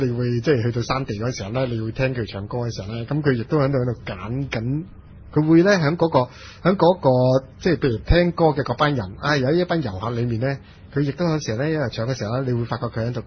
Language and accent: Cantonese; Lingnan, China; 我叫我是南方人，岭南人的那个思维就同已经北方已经非常之不同了